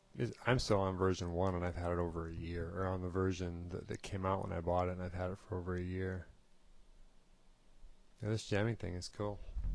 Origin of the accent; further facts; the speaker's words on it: Wisconsin, United States; I'm from Wisconsin, United States. Yeah, go Badgers, you bet.